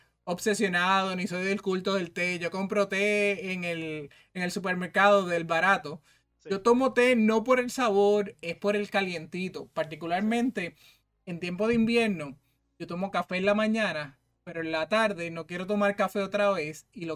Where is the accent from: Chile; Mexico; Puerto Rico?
Puerto Rico; el tenis no era un deporte que se practicaba mucho en Puerto Rico, pero yo soy del pueblo de Atillo